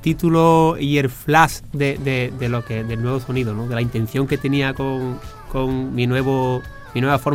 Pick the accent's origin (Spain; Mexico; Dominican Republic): Spain; Andalusia; Mi forma de cantar de aquí, de Andalucía, porque yo soy andaluz